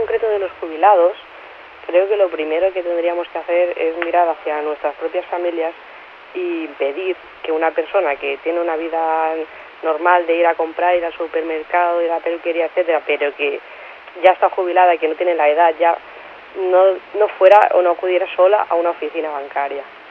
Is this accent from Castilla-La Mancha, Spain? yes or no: no; Mataró, Catalonia, Spain; Yo soy de Mataró, que es sede de Caixa Laietana